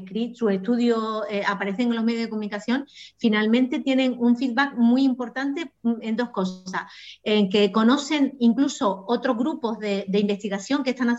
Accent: Canary Islands, Spain; now in Almería, Spain; yo soy de Canarias, y allí teníamos, no soy de Tenerife, soy de Gran Canaria

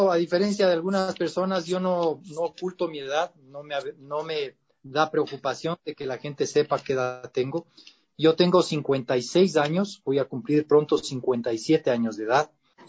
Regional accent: Quito, Pichincha, Ecuador; Yo soy orgullosamente quiteño, nacido en el barrio de la Mama, en la zona de la Mama Cuchar, en Quito.

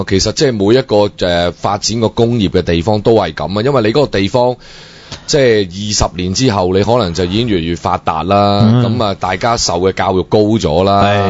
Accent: Hunan, China; 我湖南人嚟嘅，真系有梦想嗰时

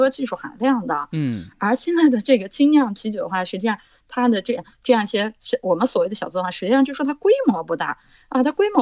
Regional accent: Xinjiang, China; 那我的故乡就是大乌苏，是吧？

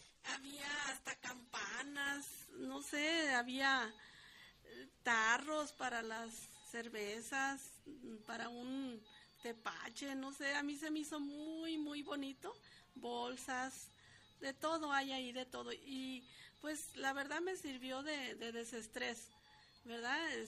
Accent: Guadalajara, Jalisco, Mexico; somos de aquí de Guadalajara y a veces no conocemos muchos rinconcitos aquí cercanos.

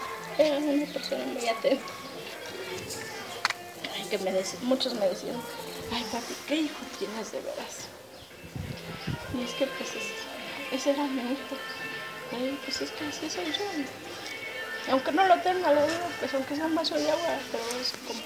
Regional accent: Mexico; lo tiene de nosotros como mexicanos

